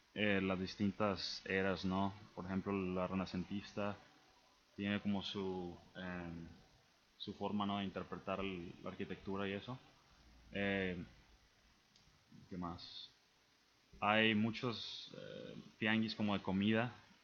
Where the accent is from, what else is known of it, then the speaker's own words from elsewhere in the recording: Mexico; also born or lived in United States; yo soy mexicano, pero me crié aquí en México, pero nací en Estados Unidos y pues regresé a Estados Unidos.